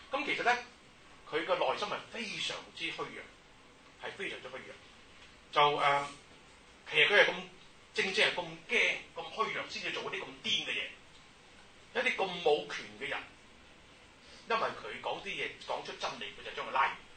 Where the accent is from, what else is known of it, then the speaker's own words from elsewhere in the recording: Hong Kong; 就搞到我哋香港人啲雞毛鴨血